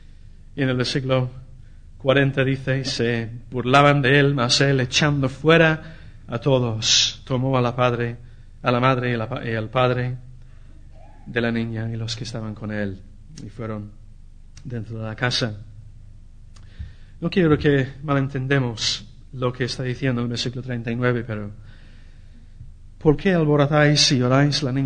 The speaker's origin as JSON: {"language": "Spanish", "region": "England", "country": "United Kingdom", "second_language": "Spanish", "lives_now": "Spain", "said": "En mi país, en Inglaterra, la cultura es muy diferente. Por ejemplo, a la cultura aquí en España"}